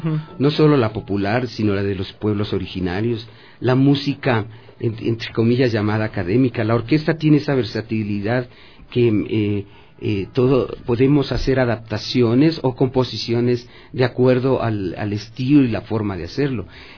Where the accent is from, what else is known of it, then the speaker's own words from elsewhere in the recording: Quito, Pichincha, Ecuador; eso somos los quiteños. De alguna manera tenemos un ancestro o somos originarios de provincia.